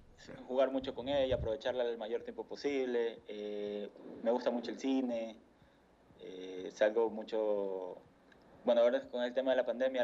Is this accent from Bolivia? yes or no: no; Guayaquil, Guayas, Ecuador; De la zona donde yo soy, que es de Guayaquil, guayaquileño que no come encebollado no es guayaquileño